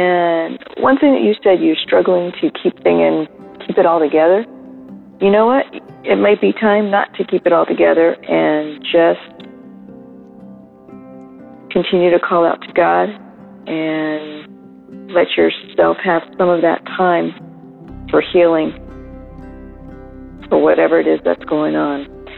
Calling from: California, United States; Hello there. … I'm calling from Southern California.

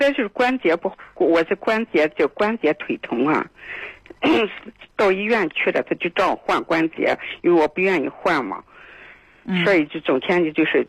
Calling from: Qingdao, Shandong, China; 我是青岛的

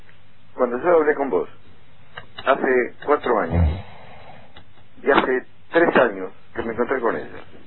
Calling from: Paso del Rey, Buenos Aires Province, Argentina; de acá de Paso del Rey

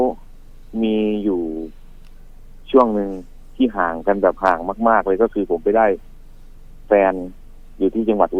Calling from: Khlong Toei, Bangkok, Thailand; คลองเตยครับพี่

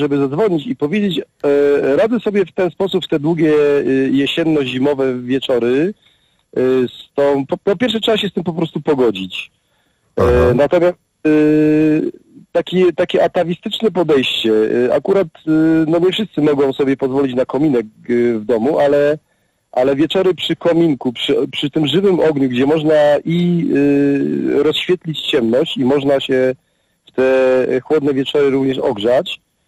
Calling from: Katowice, Silesian Voivodeship, Poland; dzwonię z Katowic, ale jestem troszeczkę duchowo z Warmii, a troszeczkę duchowo z Beskidu Śląskiego.

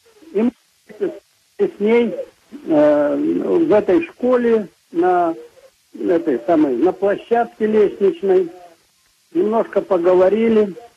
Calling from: Saratov, Saratov Oblast, Russia; Вот я из Саратова. Мы из Саратова.

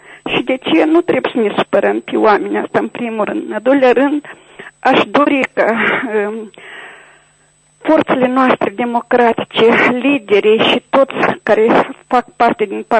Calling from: Chișinău, Moldova; din Chișinău.

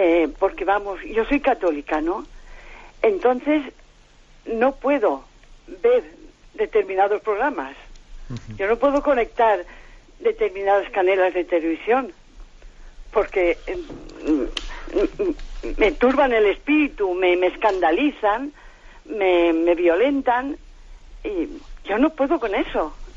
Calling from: Valencia, Valencian Community, Spain; de Valencia.

